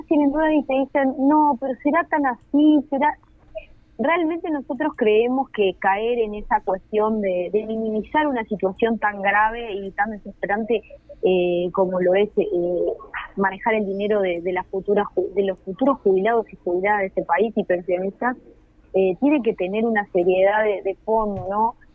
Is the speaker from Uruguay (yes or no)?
yes; Uruguay; todavía no sepamos como uruguayos y uruguayas entender de qué van las políticas públicas